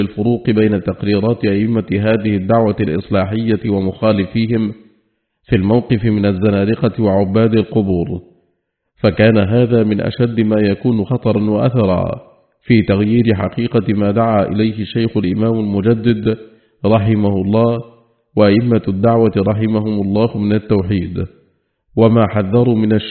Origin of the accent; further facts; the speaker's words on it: Saudi Arabia; التي من الله بها على بلادنا المملكة العربية السعودية